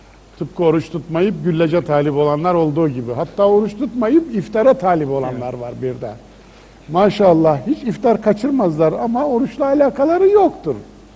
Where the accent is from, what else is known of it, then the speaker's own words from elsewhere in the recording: Kayseri, Turkey; Veya Mardin'in sokaklarında değil de benim memleketim Kayseri'nin sokaklarında.